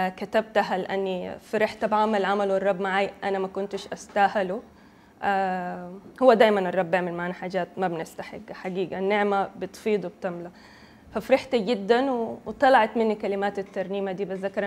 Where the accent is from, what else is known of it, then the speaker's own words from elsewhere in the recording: Sudan; born there; انا من مواليد السودان. يعني سودانية بيقولوا لنا مواليد عشان ما عندنا قبيلة بننتمي لها، احنا اصولنا بتكون حاجة تانية، يعني ممكن يكونوا مغاربة او مصريين